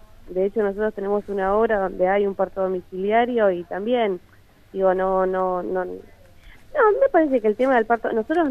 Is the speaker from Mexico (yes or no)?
no; Buenos Aires, Argentina; nosotros somos la mayoría de Capital, de Capital Federal